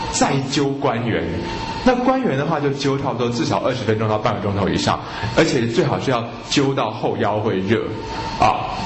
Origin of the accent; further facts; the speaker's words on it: China; 可是呢，到了后来呢，我们中国人呢，好像在针灸上开始使用下面的这个三阴交